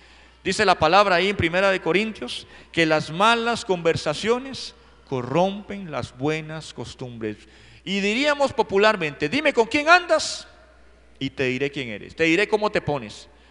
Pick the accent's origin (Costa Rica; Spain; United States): Costa Rica; accent: cantadito; como ticos tenemos un cantadito que nos dicen.